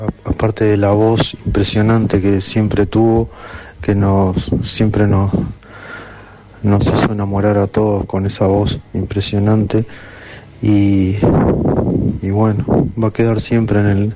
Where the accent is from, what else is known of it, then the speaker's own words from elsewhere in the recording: Uruguay; de Uruguay.